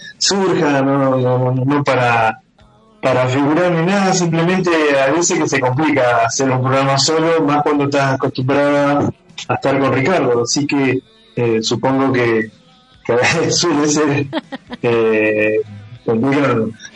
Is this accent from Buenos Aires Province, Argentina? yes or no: no; Concordia, Entre Ríos, Argentina; born there; moved away as an adult; Yo soy nacido en Concordia, Entre Ríos, y me vine en el año 1981 acá a Brance.